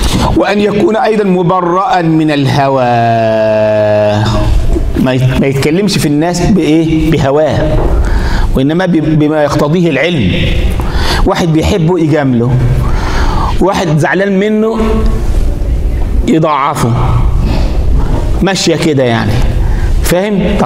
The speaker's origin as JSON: {"language": "Arabic", "country": "Egypt", "said": "يعني واحد مرة عندنا في مصر"}